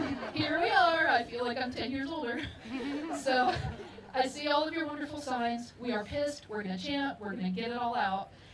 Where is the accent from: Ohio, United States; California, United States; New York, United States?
Ohio, United States; Middletown; moved away as an adult; now in The Hague, Netherlands; I'm originally from Cincinnati, Middletown to be exact. So that's where JD Vance grew up.